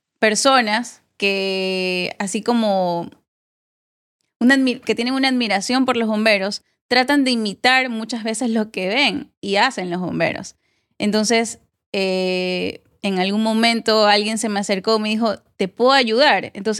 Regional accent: Loja, Ecuador; yo no soy guayaquileña, yo nací en Loja

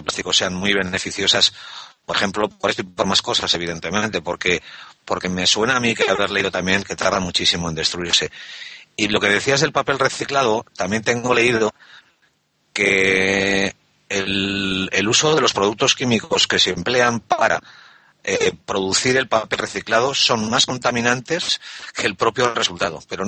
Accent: Bilbao, Basque Country, Spain; Yo recuerdo de crío en Bilbao, en las calles de Bilbao, las bolsas de basura se apilaban en las aceras sin ningún tipo de protección, a pelo.

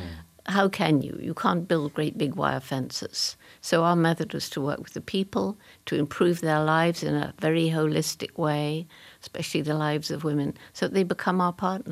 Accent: England, United Kingdom; I couldn't possibly have.

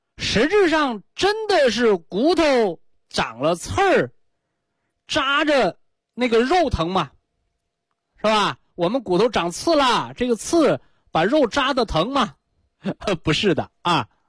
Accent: China; 我们中国人常说的骨气，骨气，就说明这个人肾气足。

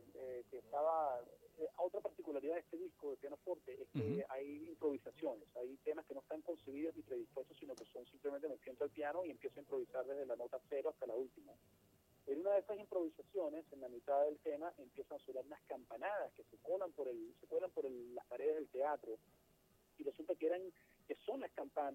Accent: Mérida, Venezuela; pasamos por Mérida, por mi ciudad natal.

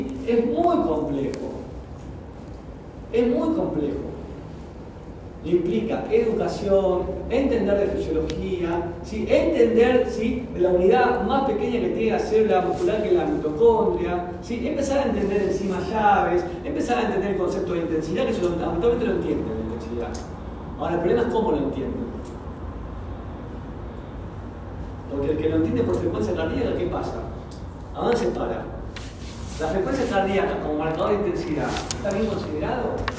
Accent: Misiones, Argentina; Y mirá, yo nací en Misiones. Solamente hacía 10 kilómetros sin bicicleta todos los días para ir y volver a mi colegio.

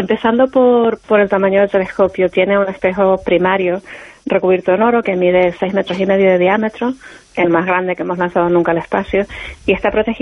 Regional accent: Canary Islands, Spain; yo soy de Canarias, de Tenerife, y allí tenemos el observatorio, el Instituto Astrofísico de Canarias

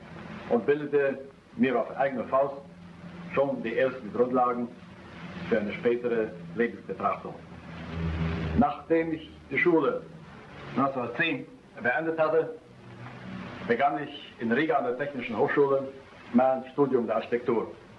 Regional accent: Tallinn, Harju County, Estonia; Geboren bin ich in der Hansestadt Reval, hoch oben am finnischen Meerbusen.

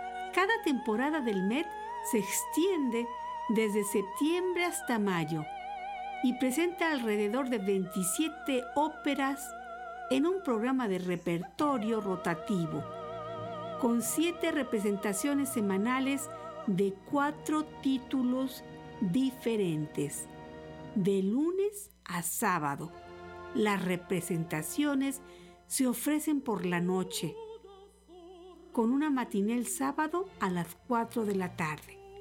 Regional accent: Jalisco, Mexico; Y también tenemos teatros maravillosos como en mi tierra, el Teatro Degollado.

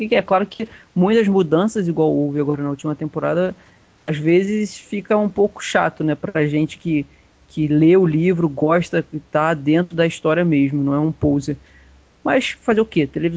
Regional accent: Rio de Janeiro, Brazil; eu, que sou carioca

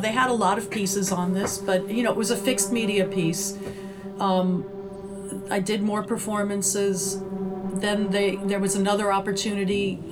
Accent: New York, United States; even though I'm a city kid, I grew up in New York

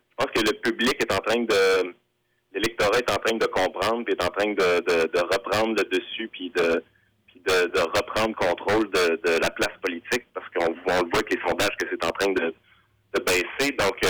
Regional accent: Quebec City, Quebec, Canada; Ben moi, je viens de Québec. Je suis un gars de Québec. Que je connais très bien Québec.

